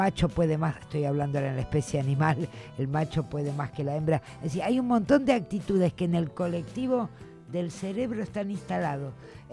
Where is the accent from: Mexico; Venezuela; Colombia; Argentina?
Argentina; Es feo no pensar esto siendo argentina, pero, o sea...